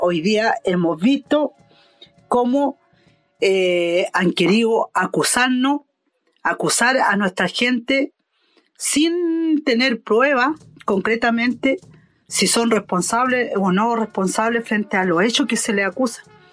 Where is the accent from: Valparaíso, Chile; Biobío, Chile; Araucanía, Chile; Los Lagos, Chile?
Araucanía, Chile; Purén; yo vengo de Purén, territorio nauche, de la identidad mapuche.